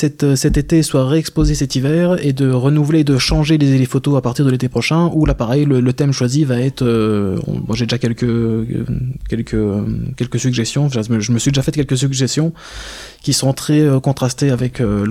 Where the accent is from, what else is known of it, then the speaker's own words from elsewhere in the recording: Gérardmer, Grand Est, France; j'ai grandi sur Gérardmer, donc il y a aussi pas mal de monde que je connais, qui me connaissent